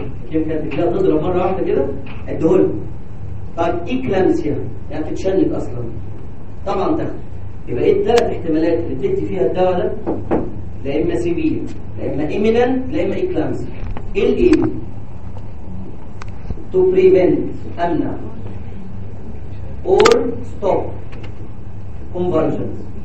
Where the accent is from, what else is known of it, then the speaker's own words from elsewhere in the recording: Egypt; عندنا في مصر جرأة شويه